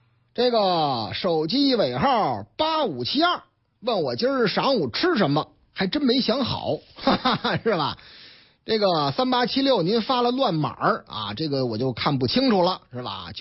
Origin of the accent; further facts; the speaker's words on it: Shanghai, China; now in Beijing, China; 上海啊，我老家上海啊